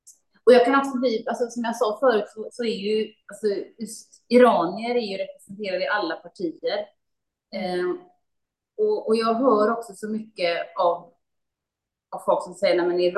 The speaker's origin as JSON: {"language": "Swedish", "town": "Gothenburg", "region": "Västra Götaland County", "country": "Sweden", "tie": "born or raised there", "said": "Det var 80-talet när jag växte upp i Göteborg."}